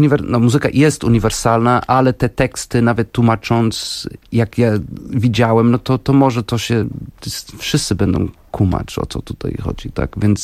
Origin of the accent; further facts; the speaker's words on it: Porto, Norte, Portugal; Polish is a second language; also born or lived in Wrocław; now in Warsaw, Poland; No w Warszawie jestem od 8 i faktycznie we Wrocławiu mieszkałem 10 lat, bo jestem wrocławianinem z Polski. Jestem wrocławianinem z Porto.